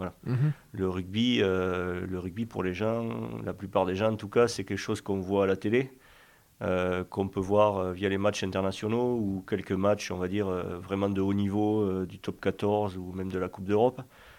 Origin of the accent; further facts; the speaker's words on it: South-West, France; moi, encore une fois, je viens du Sud-Ouest.